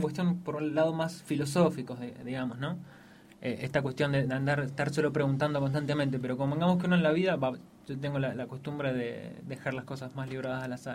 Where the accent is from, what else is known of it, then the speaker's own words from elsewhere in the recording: San Juan, Argentina; Yo soy sanjuanino, entonces uno está acostumbrado